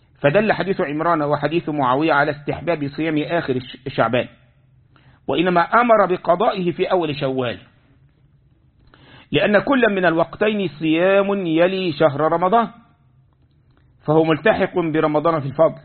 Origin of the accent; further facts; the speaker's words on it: Egypt; يعني عندنا في مصر الناس يسمون